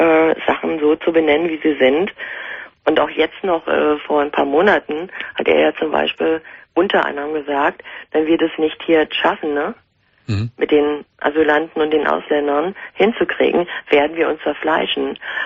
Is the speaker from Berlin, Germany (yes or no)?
yes; Berlin, Germany; ich bin Berlinerin.